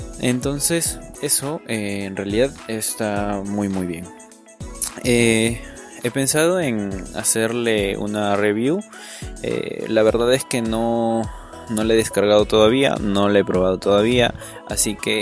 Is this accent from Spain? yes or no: no; Peru; Como saben, soy de Perú.